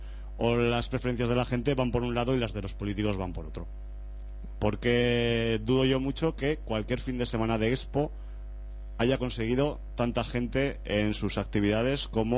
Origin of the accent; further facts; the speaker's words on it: Zaragoza, Aragon, Spain; está mal que lo diga yo porque soy de Zaragoza